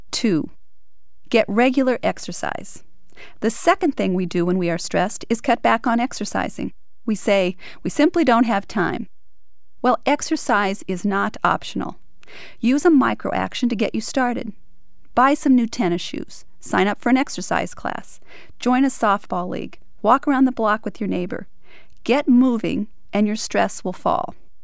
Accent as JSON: {"language": "English", "country": "United States", "said": "I was doing what I got rewarded for as an American."}